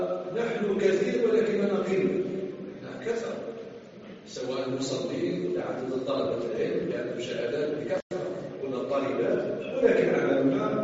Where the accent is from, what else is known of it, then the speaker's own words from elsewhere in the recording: Algeria; عندنا في الجزائر